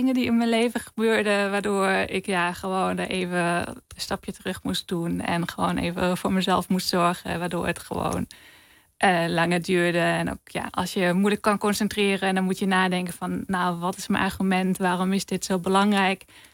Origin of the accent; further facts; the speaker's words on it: Germany; Dutch is a second language; in Duitsland bijvoorbeeld, waar ik vandaan kom